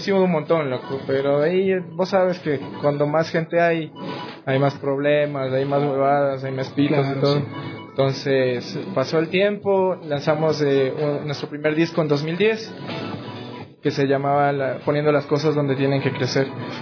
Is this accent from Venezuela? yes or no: no; Quito, Pichincha, Ecuador; por eso soy de la Vicentina.